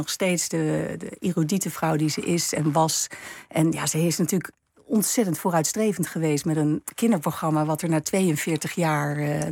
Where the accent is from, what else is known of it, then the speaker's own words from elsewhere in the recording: Amsterdam, North Holland, Netherlands; born there; accent: Gooise R; Uiteindelijk, ik ben geboren in Amsterdam. Dus ik heb zeker, misschien wel een beetje de Gooise R.